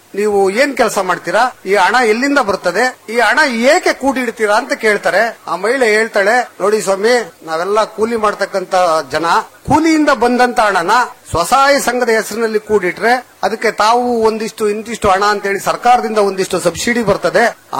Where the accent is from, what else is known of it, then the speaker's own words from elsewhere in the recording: Kadur, Karnataka, India; ನಂದು ಚಿಕ್ಕಮಗಳೂರು ಜಿಲ್ಲೆ ಕಡೂರು ತಾಲೂಕು, ಒಂದು ಪುಟ್ಟ ಹಳ್ಳಿ, ಶ್ರೀಕವಿ ಲಕ್ಷ್ಮೀಶ ಕವಿ ಹುಟ್ಟಿದಂತ ಒಂದು ಹಳ್ಳಿ. ಆ ಹಳ್ಳಿನಲ್ಲಿ ನಾನು ಮೂಲತಃ ಕೃಷಿಕ